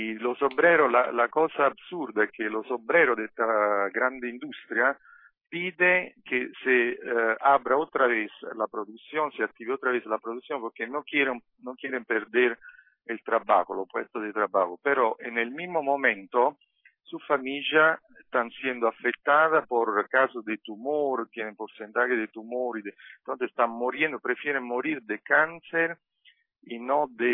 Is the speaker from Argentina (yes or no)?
no; Italy; Spanish is a second language; Mira, la gente, yo veo en mi país, por lo que escucho, por lo que sigo, hablando con, obviamente, con familiares, amigos, compañeros, yo creo que hay un periodo de grande desorientación en Italia.